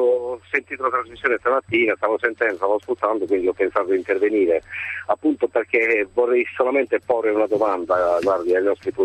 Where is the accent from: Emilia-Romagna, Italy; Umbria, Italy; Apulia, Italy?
Apulia, Italy; Bari; noi siamo del sud, noi sono di Bari